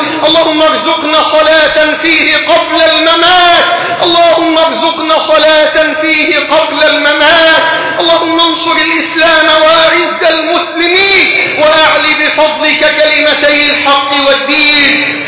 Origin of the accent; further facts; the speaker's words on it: Egypt; بلدنا مصر